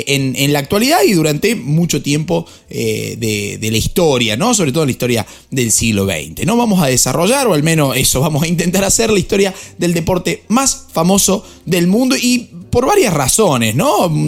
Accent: Argentina; como argentino y tan pasional que son los argentinos y que somos los argentinos con el fútbol

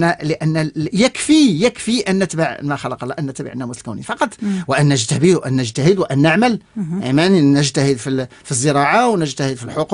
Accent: Morocco; ولكن عندنا في المغرب لو سولتي الناس غادي يقول لك نعم

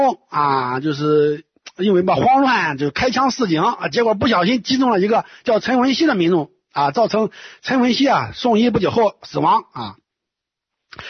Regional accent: China; 但是咱们大陆人嘛，在今天可以说是司空见惯啊

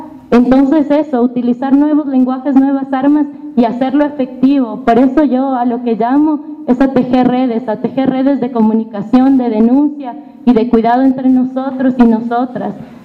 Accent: Quito, Pichincha, Ecuador; hemos hecho en Quito, que es de donde vengo yo

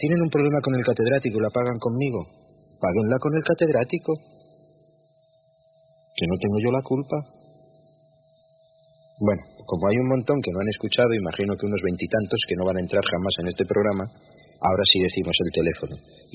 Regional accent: France; y siendo francesa tampoco me la identifico

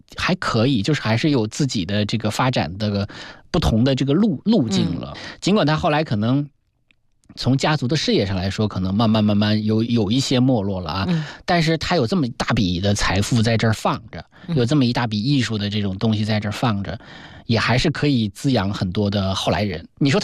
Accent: China; 我中国人嘛

